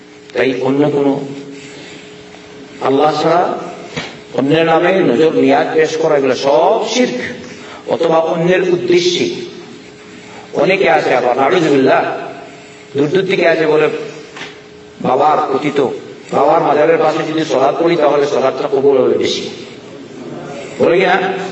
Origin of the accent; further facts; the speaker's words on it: Sylhet Division, Bangladesh; কোনদিন আমি দুই মনে দেখলাম না গরম, আমি তো সিলেটের মানুষ দেখলাম না গরম।